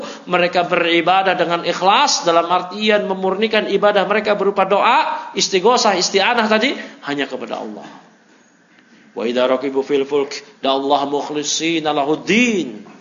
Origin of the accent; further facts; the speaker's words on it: Jakarta, Indonesia; Ya, padahal saya dari lahir di Jakarta. Masa kecil di Jakarta.